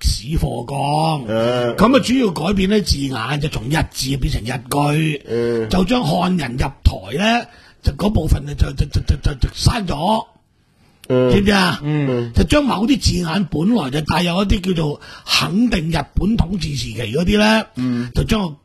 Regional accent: Macau; 我哋澳門人啊，當年經過台灣走去日本做生意嗰陣時

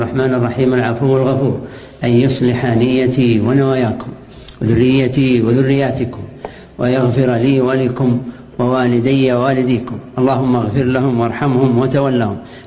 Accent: Al Majmaah, Riyadh Province, Saudi Arabia; أنت من وين؟ أنا من المجمعة.

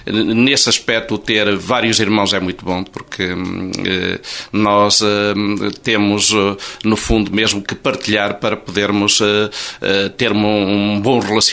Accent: Caldas de São Paulo, Coimbra, Portugal; born there; Eu nasci em Caldas de São Paulo, em casa.

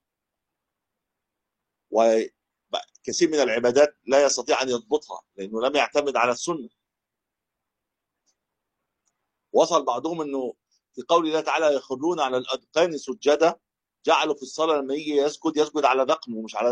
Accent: Egypt; وابتدى بقى ينتشر حتى عندنا في مصر

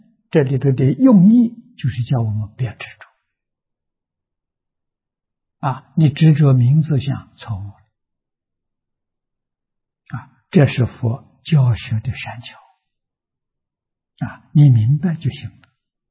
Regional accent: China; 我们中国人讲320亿20兆

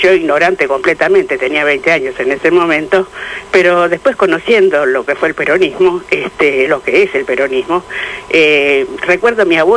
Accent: Uruguay; now in Argentina; yo soy una uruguaya que en la década del 70 no me vine para acá como tantos inmigrantes, ¿no?

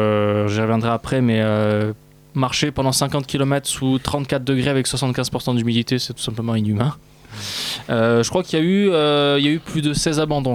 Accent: France; Et je suis obligé de parler de la France puisqu'on est français.

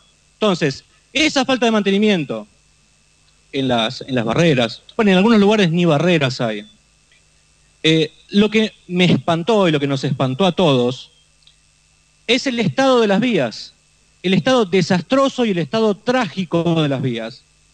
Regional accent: Lomas de Zamora, Buenos Aires Province, Argentina; Yo soy de Lomas de Zamora.

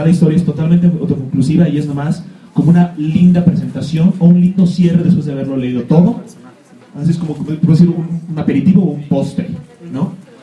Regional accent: Mexico; como todo mexicano

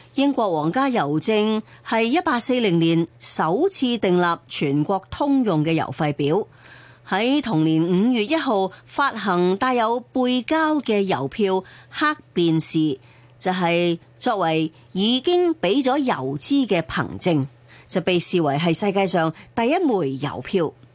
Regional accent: Hong Kong; 即系我哋香港人咧，以前叫惯话舌头婆啊嘛吓。

